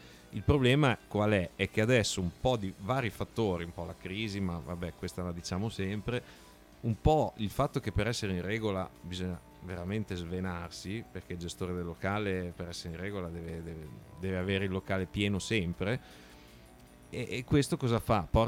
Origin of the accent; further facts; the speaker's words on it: Bologna, Emilia-Romagna, Italy; sei capito che siamo di Bologna, vero?